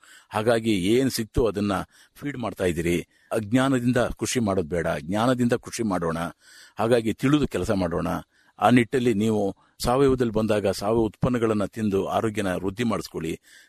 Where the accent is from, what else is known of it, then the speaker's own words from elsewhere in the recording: Uduvare, Karnataka, India; ಹಾಸನ ತಾಲೂಕು ಕಟ್ಟವಾಗಿಲ್ಲ ಉಡುವರೆ ಗ್ರಾಮ, ಗೋರೂರಿನಿಂದ 2 ಕಿಲೋಮೀಟರ್ ನನ್ನ ಗ್ರಾಮ.